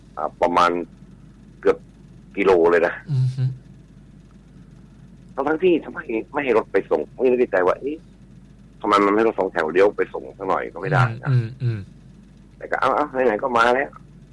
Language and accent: Thai; Central Thailand, Thailand; ผมเองก็เป็นคนภาคกลางนะ